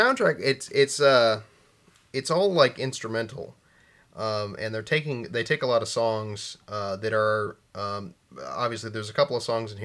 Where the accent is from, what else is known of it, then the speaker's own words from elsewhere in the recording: United States; Feel as an American, I should probably know that, but I didn't.